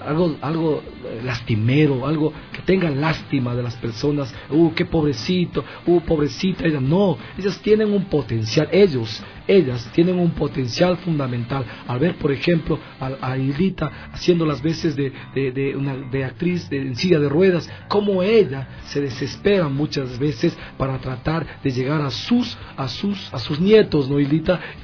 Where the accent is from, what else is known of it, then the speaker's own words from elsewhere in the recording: Ecuador; Somos ecuatorianos